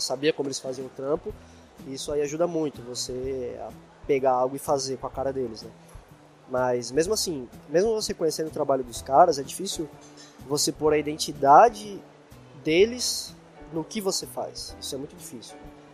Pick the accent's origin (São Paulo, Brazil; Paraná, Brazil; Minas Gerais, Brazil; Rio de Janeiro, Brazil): São Paulo, Brazil; a gente é aqui de São Paulo, né? São Paulo é uma megalópole, né? Considerado, né, uma grande capital, assim como várias outras no mundo, né? Como Nova York, etc.